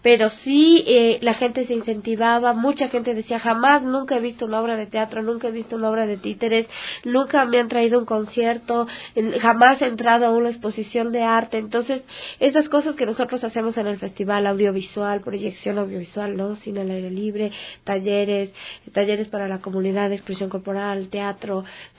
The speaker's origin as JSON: {"language": "Spanish", "town": "Quito", "region": "Pichincha", "country": "Ecuador", "said": "como yo soy del sur de Quito, y viendo que allá en el sur justamente hace falta"}